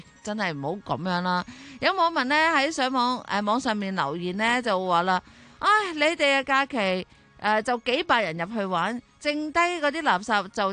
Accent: Hong Kong; 我哋香港人

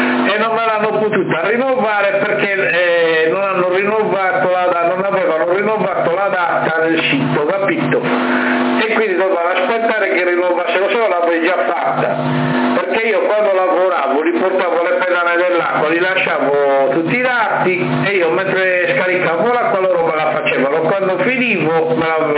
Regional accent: Sassari, Sardinia, Italy; lui sì, io sono di Sassa

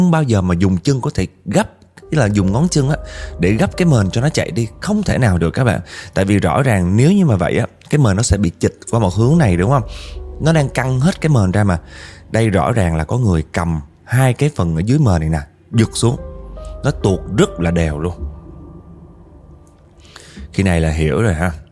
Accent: Northern Vietnam, Vietnam; now in Da Nang, Vietnam; Em thì là người Bắc và hiện tại đang sinh sống học tập ở Đà Nẵng nha.

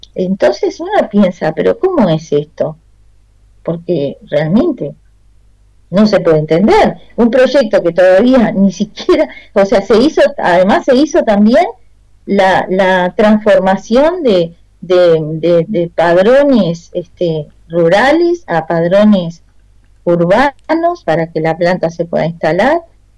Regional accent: Uruguay; yo realmente nunca podría haber pensado que en mi país, con toda el agua que tenemos, agua dulce

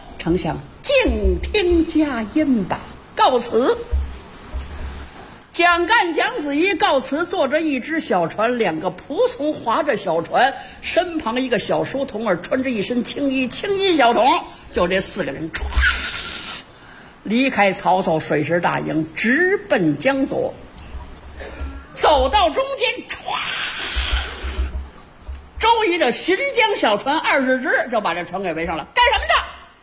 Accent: northern China, China; 您看南方人呢，跟咱们北方人不太一样。我是北方人啊

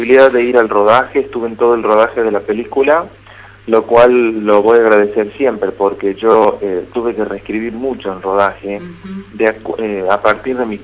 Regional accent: Tucumán, Argentina; accent: tucumano; now in Buenos Aires, Argentina; Yo soy de Tucumán, pero vivo en Buenos Aires.

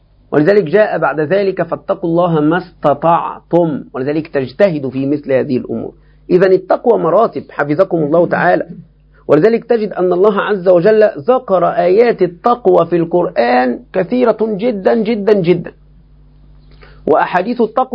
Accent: Egypt; لكن بالنسبة لنا كمصريين نحن في فتن عظيمة

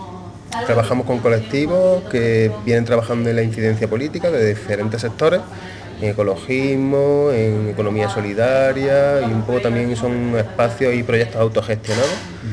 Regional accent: Córdoba, Andalusia, Spain; vengo desde Córdoba, España, y estoy acá en Buenos Aires

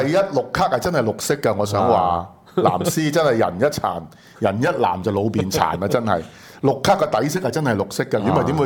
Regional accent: Guangdong, China; 我哋廣東人是用呢個 W O N G。

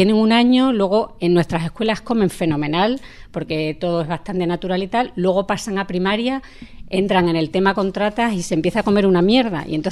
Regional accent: Móstoles, Community of Madrid, Spain; también soy de Móstoles

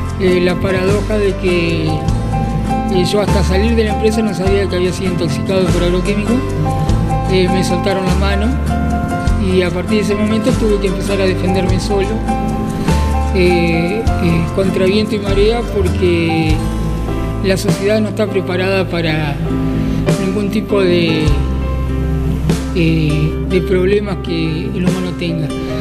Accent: Basavilbaso, Entre Ríos, Argentina; Soy de Basavilbaso, Entre Ríos.

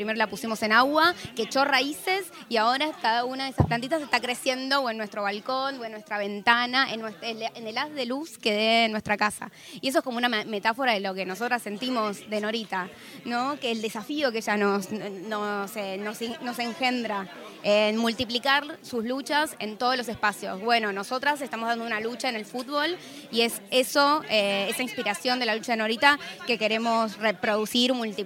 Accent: Buenos Aires, Argentina; Yo soy de Flores, para mí Mataderos son mis vecinas, mi república también.

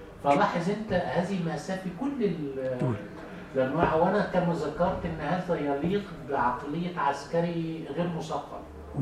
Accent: Egypt; يعني هو بالتأكيد كان زي الأخ اللي عندنا في مصر

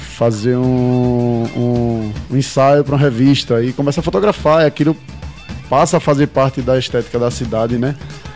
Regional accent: Pernambuco, Brazil; Eu, como um bom pernambucano que sou, eu tenho que pôr um som da gente aqui

